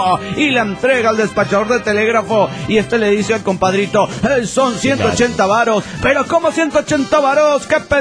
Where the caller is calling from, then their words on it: Mexico City, Mexico; del DF mexicano.